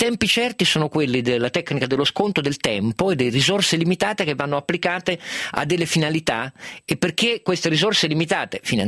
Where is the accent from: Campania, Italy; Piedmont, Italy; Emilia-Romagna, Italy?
Piedmont, Italy; io sono piemontese, punto numero uno, ma non vuol dire niente